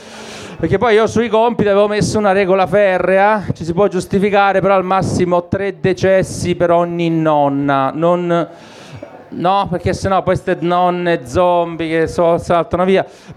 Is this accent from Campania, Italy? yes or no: no; Apulia, Italy; Io sono del Salento, chi è, qualcuno è del sud, della Puglia?